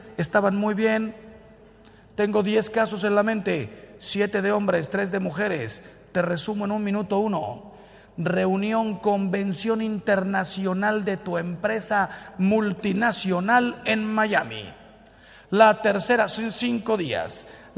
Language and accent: Spanish; Mexico; En México, de donde yo soy